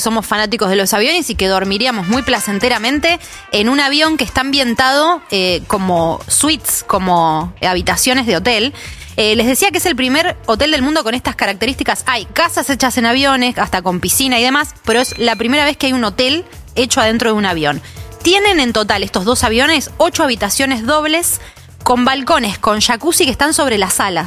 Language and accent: Spanish; Spain; now in Argentina; Porque yo vengo de España, tía